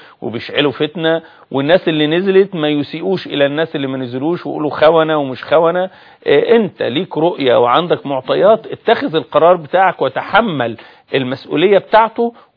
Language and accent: Arabic; Egypt; لكن انا كمواطن مصري ومواطن موجود في ميدان التحرير